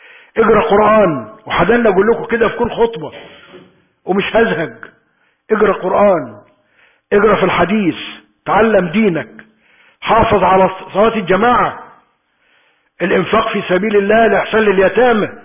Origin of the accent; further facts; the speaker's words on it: Egypt; اللهم احفظ بلدنا مصر من كل سوء